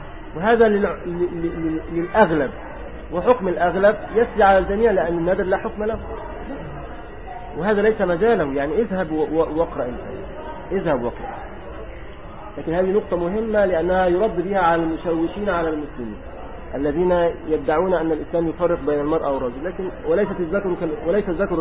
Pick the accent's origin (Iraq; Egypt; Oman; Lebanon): Egypt; هذا موجود عندنا في مصر